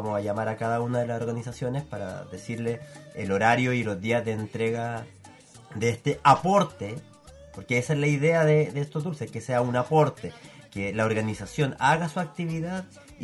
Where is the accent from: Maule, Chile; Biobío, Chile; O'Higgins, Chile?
Biobío, Chile; Concepción; todos nos identificamos con una población siendo todos penquistas